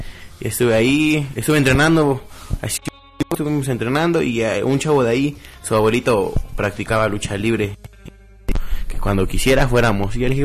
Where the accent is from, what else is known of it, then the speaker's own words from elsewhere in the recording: Pachuca, Hidalgo, Mexico; soy originario de Pachuca, orgullosamente pachuqueño